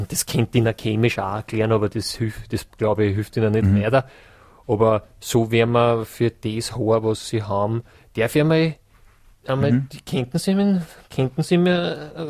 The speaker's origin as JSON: {"language": "German", "region": "Burgenland", "country": "Austria", "said": "Das ist, das ist das, was man bei uns im Burgenland herund schon ist."}